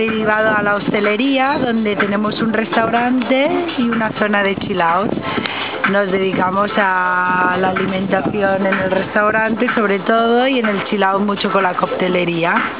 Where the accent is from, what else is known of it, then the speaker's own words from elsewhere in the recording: Barcelona, Catalonia, Spain; now in Palma de Mallorca, Spain; Soy de Barcelona, pero hace 6 años que vivo en Palma de Mallorca.